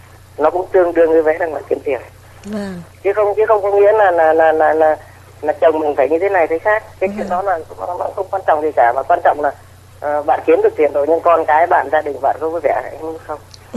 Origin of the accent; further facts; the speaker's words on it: Ninh Binh, Vietnam; now in Binh Duong, Vietnam; quê gốc em ở Ninh Bình nhưng mà em vào trong này lâu rồi, hiện nay em đang ngủ ở cư trú ở Bình Dương.